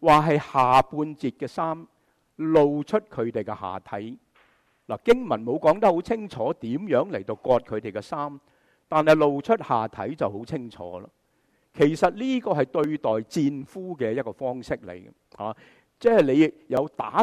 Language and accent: Cantonese; Guangdong, China; 就好像我们广东人讲乜嘢啊？